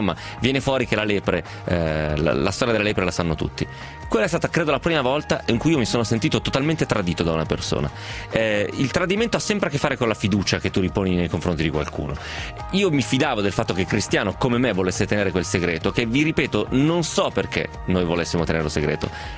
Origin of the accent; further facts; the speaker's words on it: Milan, Lombardy, Italy; uso competitor perché sono milanese, evidentemente i milanesi usano il termine competitor